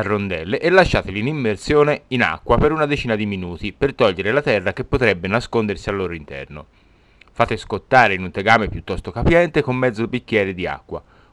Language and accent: Italian; Tuscany, Italy; Quindi, da buon toscano